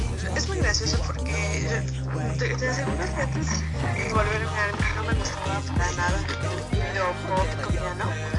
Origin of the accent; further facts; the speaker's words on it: Tlaxcala, Mexico; de Tlaxcala, tengo 18 años